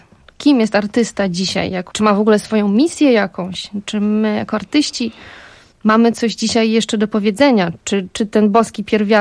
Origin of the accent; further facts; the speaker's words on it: Lesser Poland, Poland; jestem sądeczanką, pochodzę z przepięknego Beskidu Sądeckiego i góry są moim środowiskiem naturalnym. Tam siebie poszukiwałam, tam jest moja rodzina. Ja wciąż tam wracam.